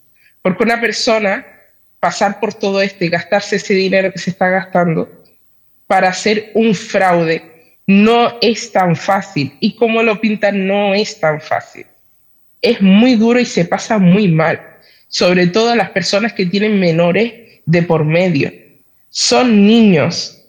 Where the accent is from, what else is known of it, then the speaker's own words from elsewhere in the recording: Spain; Yo soy nacional española.